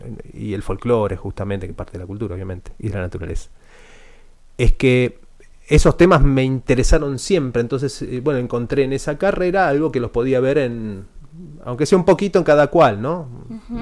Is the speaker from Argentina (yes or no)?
yes; Buenos Aires, Argentina; accent: porteño; mi casa del barrio de Flores, en la ciudad de Buenos Aires, por esto mi tonada porteña es porque nací ahí, pero bueno, un poco se moderó con el andar y vinculándome con personas de otros lugares